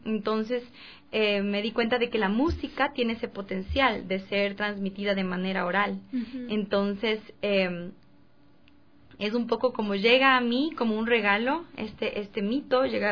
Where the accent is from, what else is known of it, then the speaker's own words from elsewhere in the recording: Cotopaxi, Ecuador; También en Cotopaxi, de donde yo soy, está el Huaco